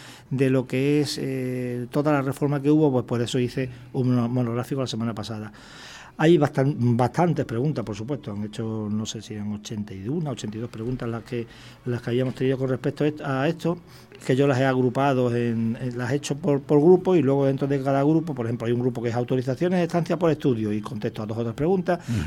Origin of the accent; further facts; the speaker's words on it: Canary Islands, Spain; somos españoles y canarios